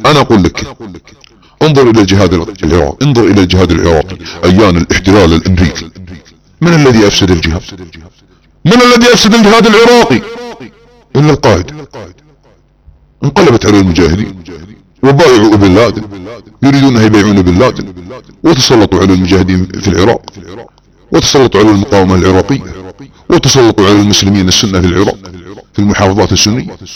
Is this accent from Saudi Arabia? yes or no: yes; Saudi Arabia; نحن السعوديون أبناء المملكة العربية السعودية